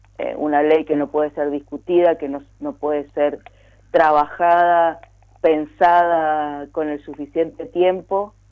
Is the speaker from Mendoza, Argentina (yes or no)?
yes; Mendoza, Argentina; tenemos que salir como pueblo mendocino en su conjunto a rechazarlo.